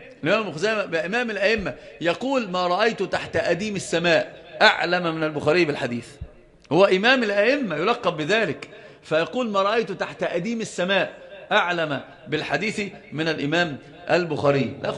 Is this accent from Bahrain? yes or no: no; Yemen; هما زي ما بيقولوا عندنا في اليمن ليحفظوا بيأكلوا القاط